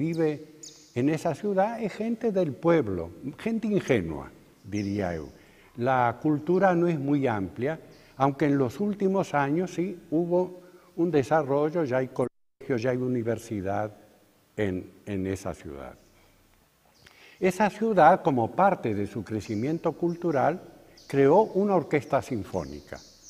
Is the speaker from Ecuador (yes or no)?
no; Argentina; En mi país, en Argentina, hay una ciudad frontera a la ciudad de Buenos Aires, una ciudad industrial muy importante que tiene de nombre Avellaneda. Y yo mismo moré en esa ciudad. Es una ciudad fabril